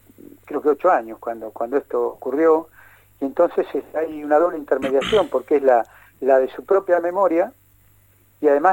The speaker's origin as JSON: {"language": "Spanish", "region": "Buenos Aires", "country": "Argentina", "lives_now": "La Plata, Argentina", "said": "Yo vengo de un pueblo del interior de la provincia de Buenos Aires"}